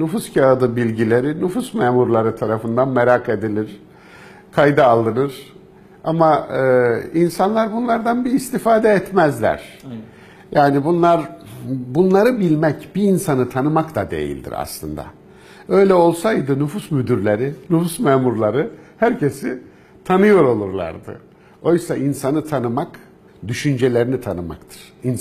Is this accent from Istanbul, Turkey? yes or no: no; Kayseri, Turkey; born there; Kayseri'de doğdum. Türkiye'nin, Anadolu'nun ortasında, göbeğinde bir vilayet. Köklerim ta yüzyıllardan beri orada yaşamışlar.